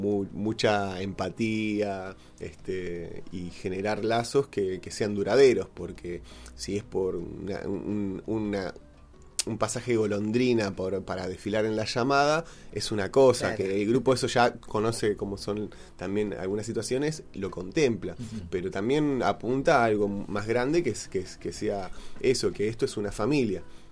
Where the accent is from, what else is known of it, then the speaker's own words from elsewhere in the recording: Buenos Aires, Argentina; born there; Nosotros nacimos en Buenos Aires, en mi caso en un departamento, en otras casas, en casas de familias, no en un contexto cultural de un barrio montevideano, mucho menos de una familia candombera uruguaya.